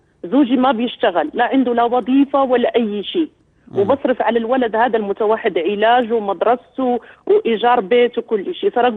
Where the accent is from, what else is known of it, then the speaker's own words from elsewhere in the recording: Morocco; now in Pakistan; انا من المغرب وعايشة باكستان، زوجة باكستاني